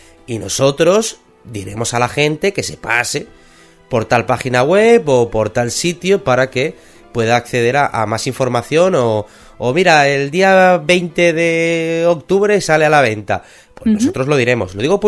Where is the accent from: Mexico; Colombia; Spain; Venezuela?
Spain; Somos españoles, si no digo la palabra gratis, la gente no se fía.